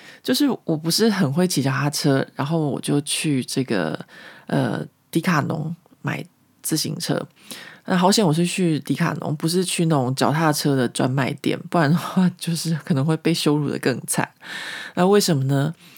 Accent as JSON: {"language": "Chinese", "region": "Taipei", "country": "Taiwan", "tie": "born or raised there", "said": "因为我小的时候就在台北市中心长大嘛"}